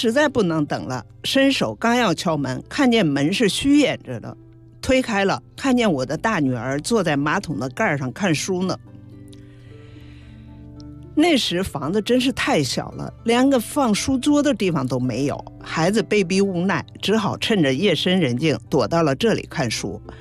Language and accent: Chinese; Morin Dawa Daur Autonomous Banner, Inner Mongolia, China; now in Beijing, China; 我毕业回到了我的老家内蒙古呼伦贝尔盟的莫里达瓦达霍尔族自治旗，